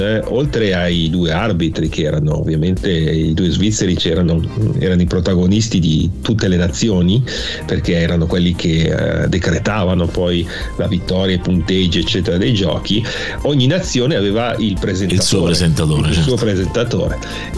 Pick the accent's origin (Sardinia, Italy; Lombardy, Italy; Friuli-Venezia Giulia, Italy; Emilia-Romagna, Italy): Lombardy, Italy; Milan; io e Davide, che siamo di Milano e zone limitrofe